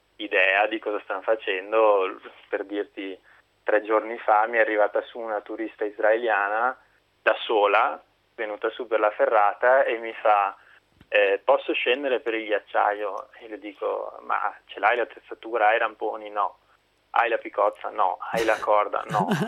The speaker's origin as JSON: {"language": "Italian", "town": "Padua", "region": "Veneto", "country": "Italy", "said": "sono tornato in Italia e, visto che sono di Padova e le Dolomiti non sono troppo lontane"}